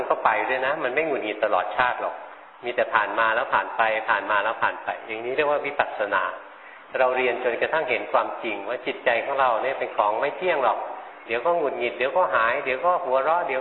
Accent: Bangkok, Thailand; หลวงพ่อมาเป็นคนกรุงเทพมาอยู่แถวเนี้ยแถวนี้มีนกประหลาดประหลาดเยอะเลยเราคนกรุงเทพไม่เคยเห็น

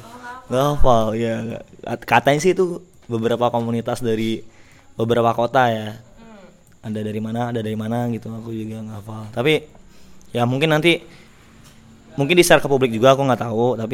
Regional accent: Palembang, South Sumatra, Indonesia; saya dari Palembang.

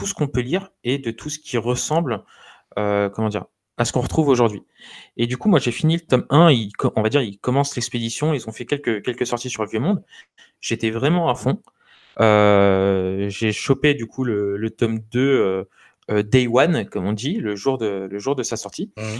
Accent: France; en tant que Français, on passe peut-être à côté parce qu'on n'a pas les connaissances qu'il nous faut

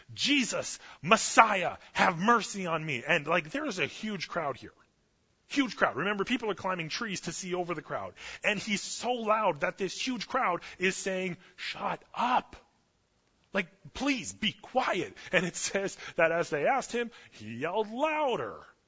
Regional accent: Canada; I'm Canadian.

